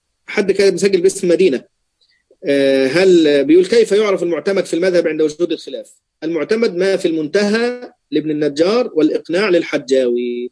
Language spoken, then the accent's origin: Arabic; Egypt; أصلا أنا مصري بقى فيعني إيه بيغلبني موضوع المصريين